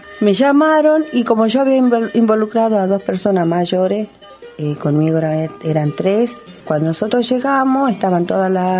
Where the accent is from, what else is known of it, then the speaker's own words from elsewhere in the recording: Jujuy, Argentina; born there; le dijimos que somos de aquí, ¿eh? Somos nacidas ahí en Jujuy.